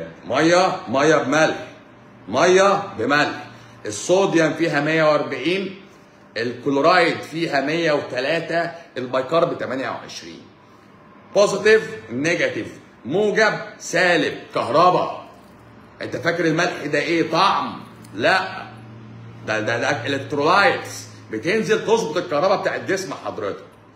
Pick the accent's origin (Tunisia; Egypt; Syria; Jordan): Egypt; طالما حمى الدنك مصرية فأنا مصري. نعم أنا مصري.